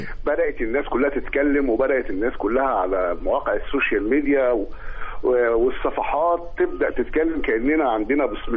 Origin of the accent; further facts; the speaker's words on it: Egypt; ده كل اللي حصل عندنا في مصر حادثة